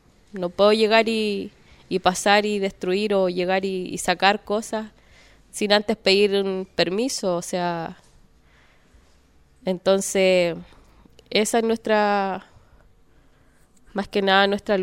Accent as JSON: {"language": "Spanish", "town": "Contulmo", "region": "Biobío", "country": "Chile", "said": "Yo soy de Licura, eso está en Contulmo, Sora Lafquenche."}